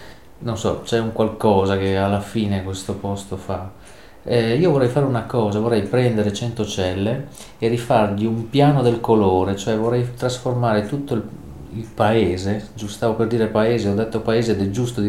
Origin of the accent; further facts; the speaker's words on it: Rome, Lazio, Italy; uno si riconosce che io sono di Centocelle